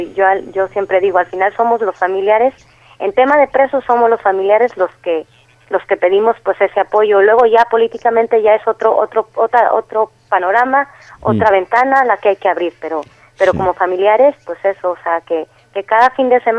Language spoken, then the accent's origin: Spanish; Mexico; Yo al final soy mexicana, o sea que yo antes lo veía todo desde fuera.